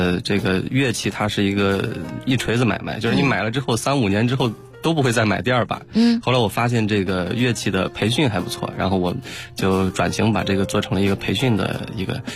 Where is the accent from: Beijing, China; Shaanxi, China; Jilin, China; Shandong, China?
Shaanxi, China; Shangluo; 我从我的老家这个大秦岭的山城上洛，然后到西安就是省城去上课